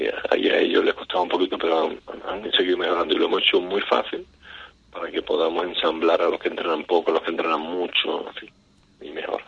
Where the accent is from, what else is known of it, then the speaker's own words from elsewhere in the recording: San Fernando, Andalusia, Spain; yo soy de San Fernando